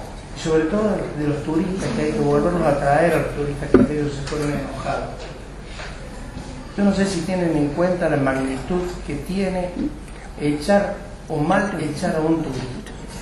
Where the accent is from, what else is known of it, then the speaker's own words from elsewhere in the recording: Capilla del Monte, Córdoba, Argentina; born there; Yo soy nacido en Capilla del Monte.